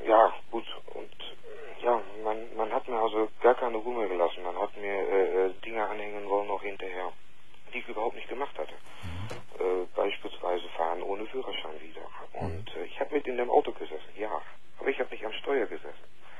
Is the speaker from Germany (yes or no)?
yes; Germany; now in Netherlands; Ich bin Deutscher.